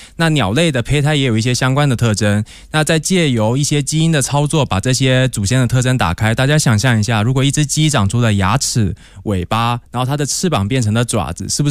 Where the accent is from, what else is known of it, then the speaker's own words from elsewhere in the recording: Taiwan; 对，我来自台湾，